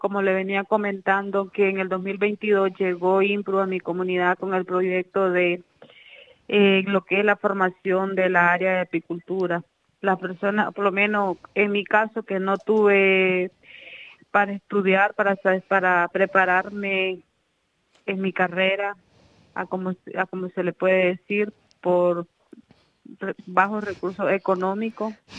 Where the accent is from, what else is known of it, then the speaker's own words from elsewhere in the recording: Telpaneca, Madriz, Nicaragua; Vengo de Nicaragua. El departamento donde yo vivo es Madrid con Z. El municipio es Telpaneca. Y la comarca donde vivo es Santo Domingo.